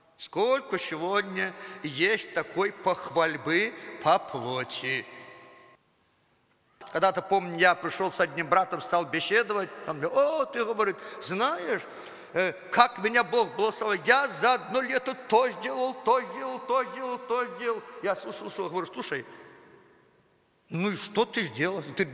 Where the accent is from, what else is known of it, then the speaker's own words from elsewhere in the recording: Belarus; Ну да, по плоти я белорус. Это никуда не денешь.